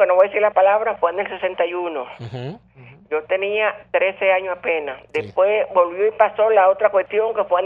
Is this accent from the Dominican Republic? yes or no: yes; Dominican Republic; yo soy dominicana, tengo aquí 36 años.